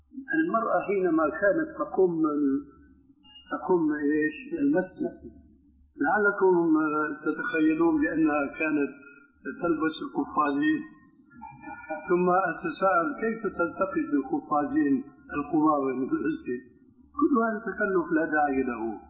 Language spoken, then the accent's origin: Arabic; Syria; عندنا في الشام